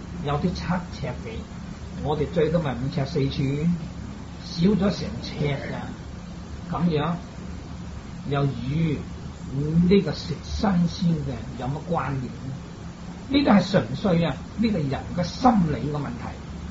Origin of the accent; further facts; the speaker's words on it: Guangdong, China; 相反我們廣東人又是近海這些鄉村，個個都吃海鮮吃魚吃肉